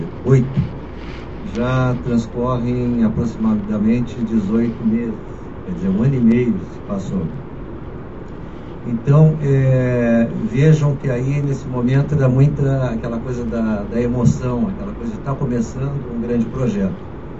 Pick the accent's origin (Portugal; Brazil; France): Brazil; Rio Grande, Rio Grande do Sul; da cidade do Rio Grande, onde eu nasci, cresci e vivi.